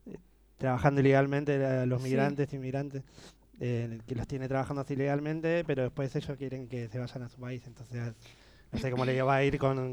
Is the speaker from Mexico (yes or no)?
no; Argentina; Entonces, yo también soy argentino